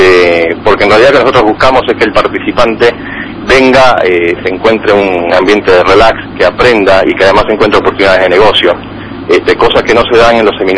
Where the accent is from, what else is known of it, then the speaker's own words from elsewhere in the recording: Venezuela; No, soy venezolano.